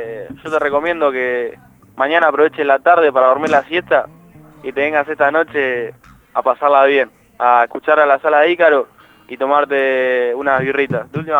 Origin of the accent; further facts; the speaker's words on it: Ringuelet, Buenos Aires Province, Argentina; yo soy de Ringuelet. Así que dentro de todo estamos acá cerquita.